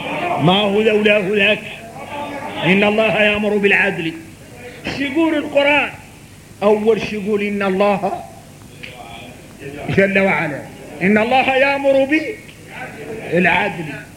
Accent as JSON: {"language": "Arabic", "country": "Mauritania", "said": "احنا موريتاني لا صقت فينا اطيعوا الله واطيعوا الرسول واولي الامر منكم."}